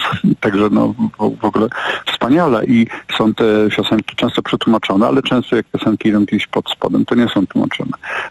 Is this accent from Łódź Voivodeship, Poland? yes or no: yes; Łódź, Łódź Voivodeship, Poland; bo ja pochodzę z Łodzi